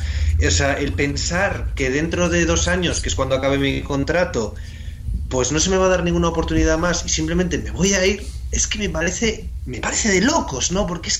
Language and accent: Spanish; Asturias, Spain; Bueno, yo soy asturiano, pero sí, mi tierra de acogida.